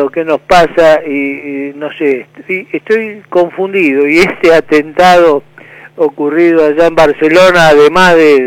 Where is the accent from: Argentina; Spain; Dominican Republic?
Argentina; Y ese es el grave problema que tenemos como los argentinos.